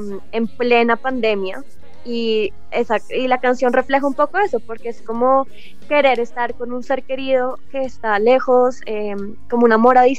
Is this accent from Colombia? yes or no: yes; Colombia; now in Los Angeles, United States; Los dos somos colombianos